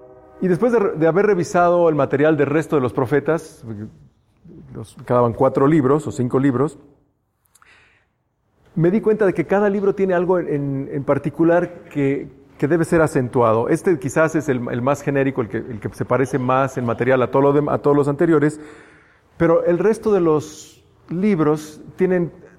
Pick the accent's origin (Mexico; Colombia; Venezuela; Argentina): Mexico; Como mexicanos tenemos también esto, ¿no?